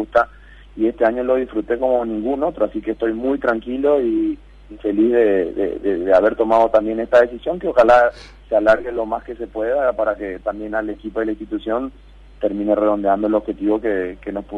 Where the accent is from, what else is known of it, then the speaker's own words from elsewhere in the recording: Paraguay; siendo paraguayo, sabiendo que las limitaciones que hay en mi país, que el deporte no es profesional